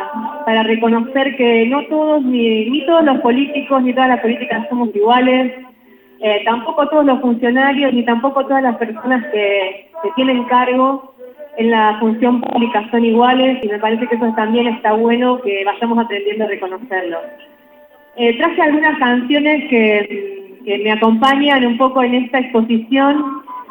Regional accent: Capilla del Monte, Córdoba, Argentina; vengo de Capilla del Monte

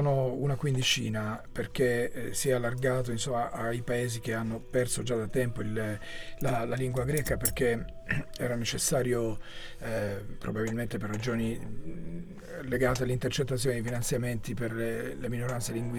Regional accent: Calimera, Apulia, Italy; Tra questi c'è Calimera, che è il mio paese d'origine

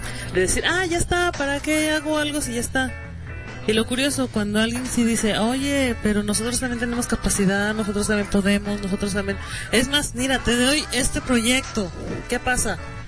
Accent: Mexico; como somos mexicanos y somos bien malinchistas

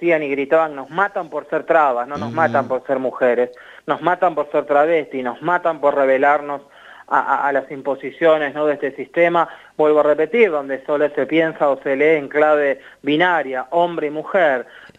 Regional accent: Argentina; Como travestis argentinas, cuando nosotras vamos a tomar un mate entre compañeras, amigas, en los barrios

